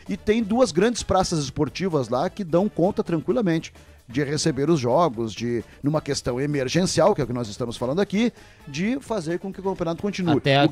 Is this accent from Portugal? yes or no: no; Rio Grande do Sul, Brazil; now in Chapecó, Brazil; porque também vim lá do Rio Grande do Sul para cá.